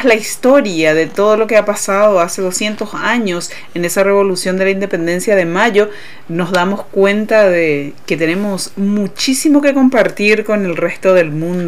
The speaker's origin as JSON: {"language": "Spanish", "country": "Paraguay", "said": "No solamente lo decimos nosotros porque somos paraguayos"}